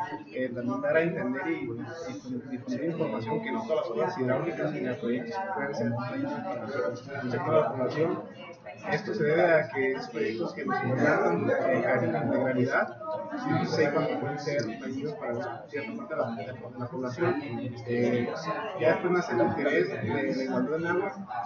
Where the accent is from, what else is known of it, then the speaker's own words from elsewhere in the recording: Jalisco, Mexico; vengo de Jalisco, yo estoy en terapia.